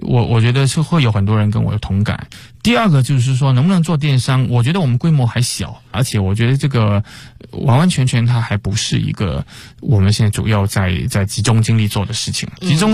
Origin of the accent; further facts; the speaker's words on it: Chaozhou, Guangdong, China; 然后包括我的老家广东潮州啊